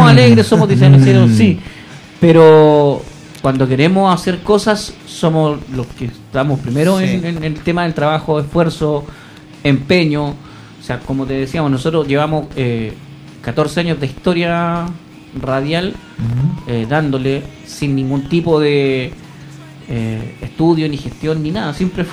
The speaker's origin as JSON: {"language": "Spanish", "town": "La Pintana", "region": "Santiago Metropolitan Region", "country": "Chile", "moved": "yes", "said": "nosotros emigramos desde La Pintana acá, partimos hace 14 años"}